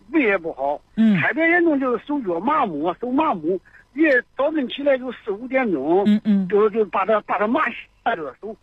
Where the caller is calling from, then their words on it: Zhengzhou, Henan, China; 我是郑州的。